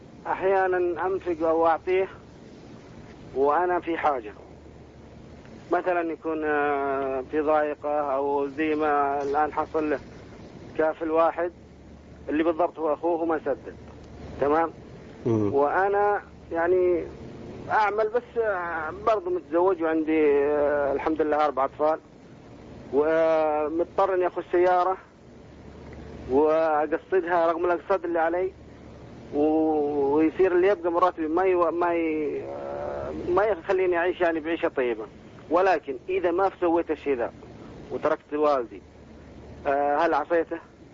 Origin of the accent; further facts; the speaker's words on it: Badr, Medina Province, Saudi Arabia; من بدر حنين